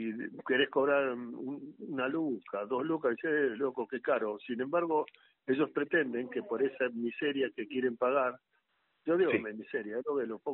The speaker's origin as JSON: {"language": "Spanish", "country": "Argentina", "said": "Yo soy argentino."}